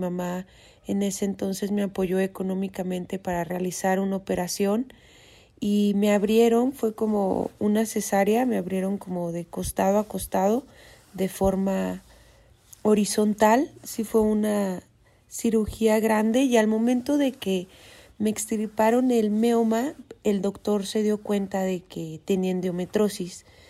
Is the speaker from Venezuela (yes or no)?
no; Durango, Mexico; born there; no sé si es porque nací en Durango, que es un estado un poco más conservador